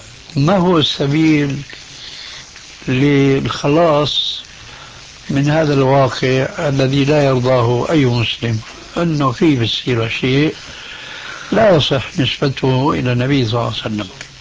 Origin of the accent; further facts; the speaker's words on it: Syria; عندنا في سوريا من زمان